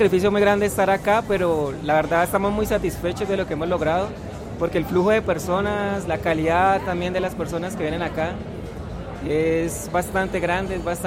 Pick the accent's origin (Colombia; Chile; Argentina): Colombia; Cali, Valle del Cauca; Bueno, nosotros somos de Cali y es nuestra primera vez en Bogotá